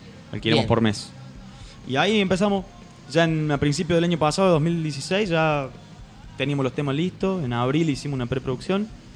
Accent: Río Cuarto, Córdoba, Argentina; moved away; nosotros somos Río Cuarto de Córdoba, hace 2 años que estamos acá viviendo.

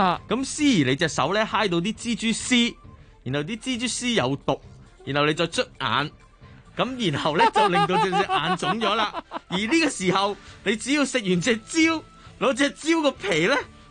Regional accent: Fujian, China; 因为我系福建人，好危险啊！

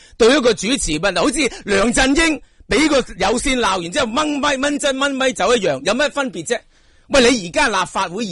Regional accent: Hong Kong; 我系香港普通嘅市民

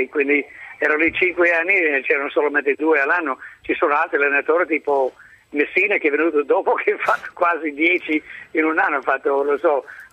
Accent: Chicago, Illinois, United States; Italian is a second language; now in Milan, Italy; Io sono l'unica persona a Milano che non è schierata da una parte all'altra, perché sono da Chicago, okay?

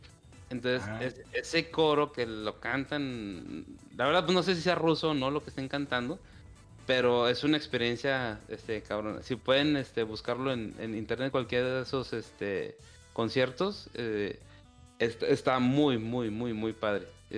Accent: Zacatecas, Mexico; como saben, en mi terruño de Zacatecas

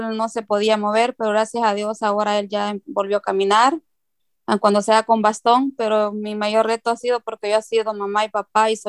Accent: El Salvador; now in Santa Ana; Vivo aquí en Santa Ana, soy de El Salvador. Tengo 20 años viviendo aquí en Santa Ana.

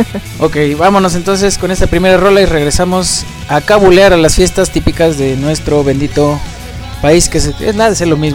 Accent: Mexico; de lo típicos que somos los mexicanos

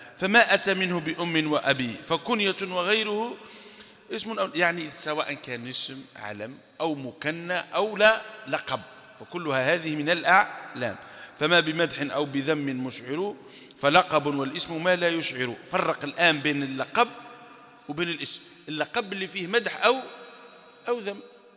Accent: Algeria; أو حتى شائع عندنا في الجزائر في غير سوف

